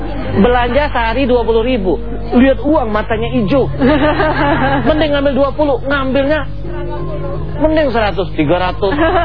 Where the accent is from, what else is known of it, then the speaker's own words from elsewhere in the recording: Palembang, South Sumatra, Indonesia; Kalau orang kampung saya Palembang bilang cemekean.